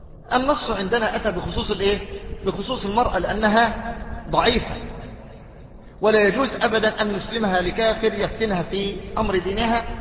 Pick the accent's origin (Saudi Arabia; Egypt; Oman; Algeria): Egypt; Mansoura, Dakahlia; أمام بيت المحافظ عندنا في المنصورة طائفتان